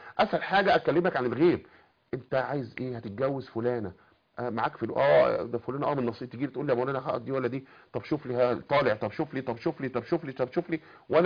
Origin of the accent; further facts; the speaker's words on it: Cairo Governorate, Egypt; born there; لان كنت قريب انا من منطقه من مواليد الخليفه يعني